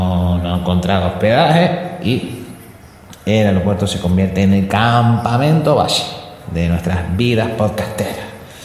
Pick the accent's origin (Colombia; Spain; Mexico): Spain; Canary Islands; Somos canarios, estamos a temperatura de 13 grados